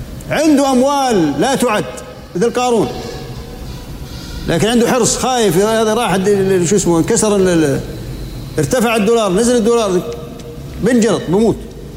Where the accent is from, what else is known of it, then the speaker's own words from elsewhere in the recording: Jordan; مو من مرة صار زلزال عندنا في الأردن كان درجته قوية